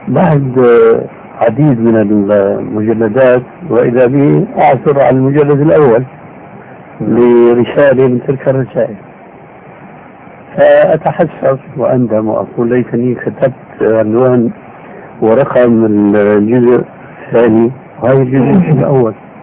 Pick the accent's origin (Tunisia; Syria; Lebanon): Syria; وكما يقولون عندنا في الشام بلا طول سيرة